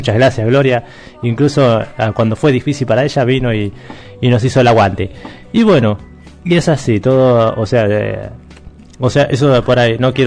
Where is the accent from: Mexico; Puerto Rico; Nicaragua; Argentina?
Argentina; Pilar; Soy de Pilar y me queda un poquito lejos la radio